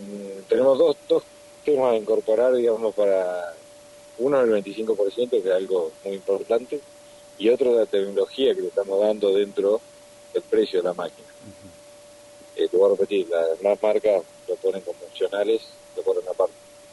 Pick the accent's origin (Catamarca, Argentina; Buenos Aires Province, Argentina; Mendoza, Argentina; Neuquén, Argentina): Buenos Aires Province, Argentina; Carmen de Areco; born there; moved away; yo nací en Carmen de Areco, si bien no vivo, me fui a estudiar y no volví a vivir, pero vuelvo todas las semanas a trabajar.